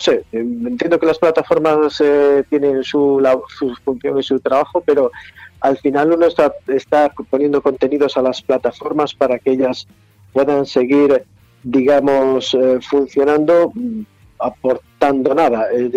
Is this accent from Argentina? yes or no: no; Galicia, Spain; Y que para ser gallegos ya es complicado, porque no sabemos si vamos y venimos, si subimos o si bajamos